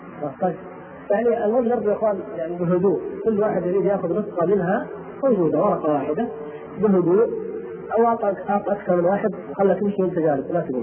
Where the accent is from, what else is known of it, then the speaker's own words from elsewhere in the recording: Mecca, Makkah Province, Saudi Arabia; بلادي مكة والحمد لله بجوارها